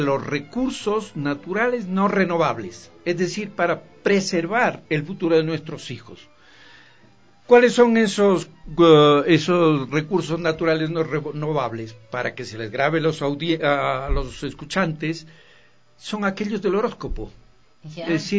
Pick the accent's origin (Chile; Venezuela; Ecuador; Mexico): Ecuador; Pero resulta que así somos los ecuatorianos.